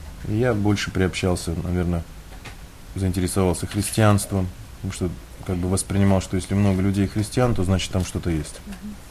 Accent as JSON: {"language": "Russian", "region": "Buryatia", "country": "Russia", "tie": "born or raised there", "said": "Я один в семье. Но так или иначе, я вырос в Бурятии, и Бурятия является центром буддизма в России."}